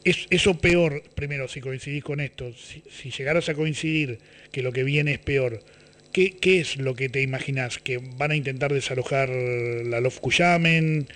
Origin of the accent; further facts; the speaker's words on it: Argentina; que no soy mapuche, me vaya de acá de Mataderos y que vengan ustedes? ¿Ustedes quieren echarnos a todos los que nos reconocemos como argentinos?